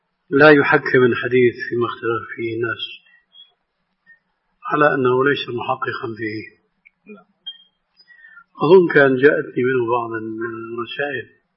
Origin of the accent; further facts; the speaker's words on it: Syria; كما يقولون عندنا في الشام